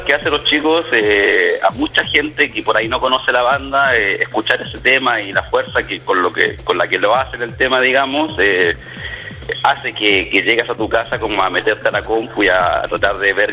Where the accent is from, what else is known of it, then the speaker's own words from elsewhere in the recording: Chile; moved away; Ambos somos de Chile, que ya vivimos un par de años acá.